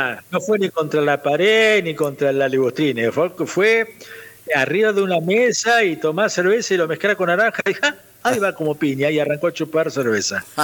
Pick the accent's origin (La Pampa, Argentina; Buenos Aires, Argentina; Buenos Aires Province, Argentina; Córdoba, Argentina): La Pampa, Argentina; Y yo le decía, soy de La Pampa, y queda lejos ese país, maestrito